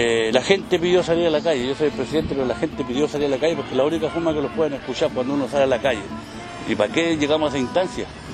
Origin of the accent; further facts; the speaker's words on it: Chile; para nosotros poder seguir laborando nosotros como chilenos